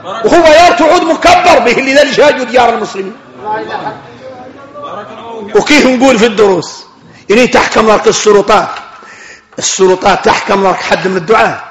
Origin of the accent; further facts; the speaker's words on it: Mauritania; نحن موريتاني.